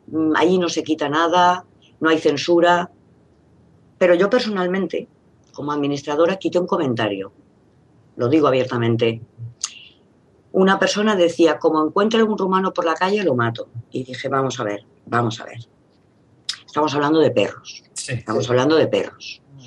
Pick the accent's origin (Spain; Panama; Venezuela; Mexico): Spain; Perdona, somos muchos españoles que estamos en contra de los toros.